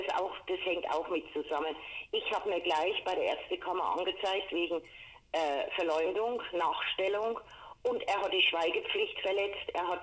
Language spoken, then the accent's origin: German; Coburg, Bavaria, Germany; Und das ist meine Heimatstadt Coburg